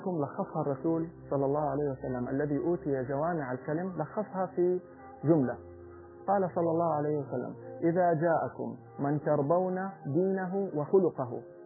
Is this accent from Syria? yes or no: no; Saudi Arabia; في عادة كانت جميلة عندنا في السعودية